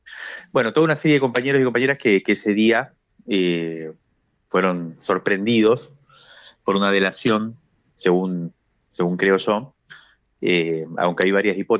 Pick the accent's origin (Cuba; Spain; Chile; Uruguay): Cuba; moved away as an adult; now in Argentina; Yo me crié en Cuba durante 18 años y después volví a la Argentina en la década del 90.